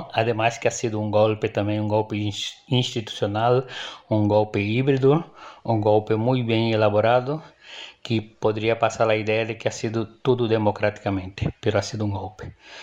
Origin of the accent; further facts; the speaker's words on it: Nova Iguaçu, Rio de Janeiro, Brazil; Spanish is a second language; now in Madrid, Spain; soy de Nueva Iguaçu, vivo entre Nueva Iguaçu y Madrid. Nueva Iguaçu es una ciudad del área metropolitana de Río de Janeiro.